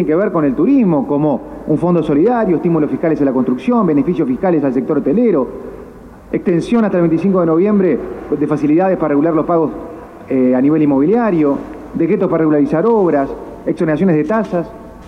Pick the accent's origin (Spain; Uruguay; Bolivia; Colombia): Uruguay; Maldonado; Somos de Maldonado